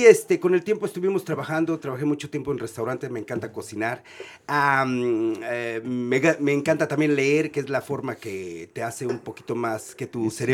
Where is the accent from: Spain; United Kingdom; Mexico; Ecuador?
Mexico; Mexico City; born there; mi padre es de Michoacán, mi madre de la Ciudad de México. Entonces, uno escucha, yo nací en la Ciudad de México, me dicen chilango